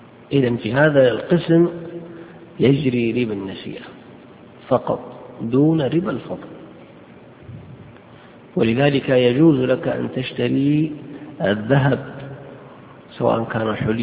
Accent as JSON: {"language": "Arabic", "country": "Saudi Arabia", "said": "عندنا في السعودية قرروا أن كل عملة تعتبر جنسا مستقلا"}